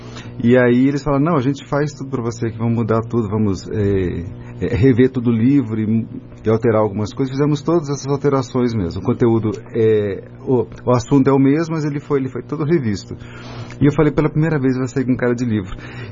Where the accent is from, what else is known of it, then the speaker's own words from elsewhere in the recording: Guarda, Centro, Portugal; Eu sou da Guarda, né? A família é da Guarda.